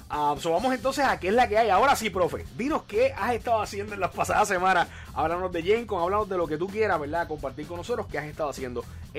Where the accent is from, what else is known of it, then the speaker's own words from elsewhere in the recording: Puerto Rico; somos de Puerto Rico y cargamos con orgullo también, ¿verdad?, nuestra bandera y nuestro orgullo patrio